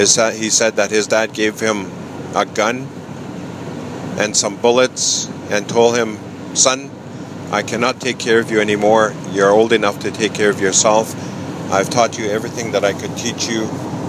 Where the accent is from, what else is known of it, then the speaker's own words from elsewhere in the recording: Uranium City, Saskatchewan, Canada; born there; I was born in Uranium City in northern Saskatchewan on September 25th, 1957. This was the height of the uranium boom in northern Saskatchewan.